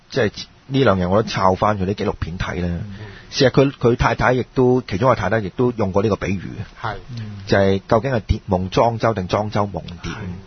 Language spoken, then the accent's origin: Cantonese; Hong Kong; 其實這個呢個咧就對我哋香港人嚟講咧有一個好重要嘅啟示啦